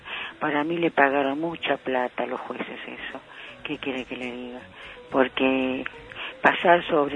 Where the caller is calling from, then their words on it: Buenos Aires, Argentina; de Almagro.